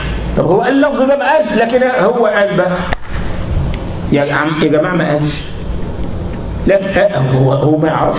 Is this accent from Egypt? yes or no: yes; Egypt; احنا عندنا في مصر لما واحد يزعل واحد يقول له ايه يا اخينا